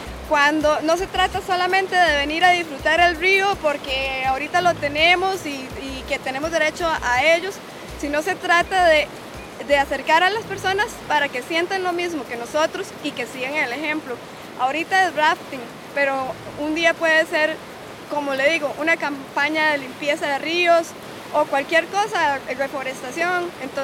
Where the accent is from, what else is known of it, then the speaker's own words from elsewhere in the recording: Heredia, Costa Rica; soy de Heredia